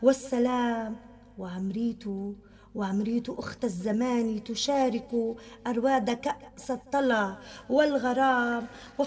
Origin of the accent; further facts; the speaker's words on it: Safita, Tartus Governorate, Syria; بصافيتا مدينتي